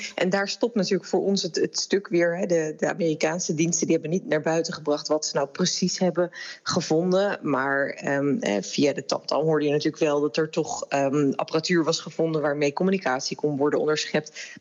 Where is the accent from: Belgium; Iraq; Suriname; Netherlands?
Netherlands; Maar juist in een democratie is het ook wel heel erg belangrijk dat wij allemaal als Nederlanders wel een beetje een beeld kunnen krijgen.